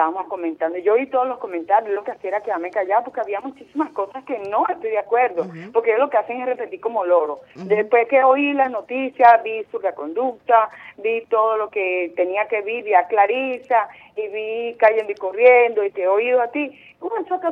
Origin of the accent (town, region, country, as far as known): Venezuela